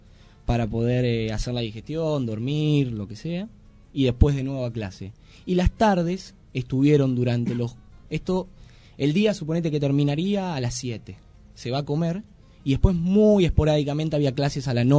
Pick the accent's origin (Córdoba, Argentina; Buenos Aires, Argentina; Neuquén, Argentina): Buenos Aires, Argentina; la estigmatización con la cual vamos los argentinos y más los que venimos de Buenos Aires, ¿no?